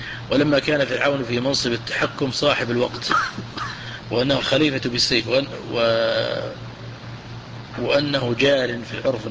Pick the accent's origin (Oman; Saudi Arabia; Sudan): Saudi Arabia; Najd; هو حبه في العالم عندنا في نجد